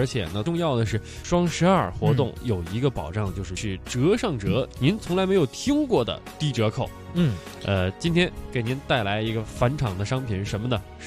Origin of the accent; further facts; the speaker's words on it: Hohhot, Inner Mongolia, China; 我确实啊，我是呼和浩特长大的，西蒙离我们那儿开车2小时。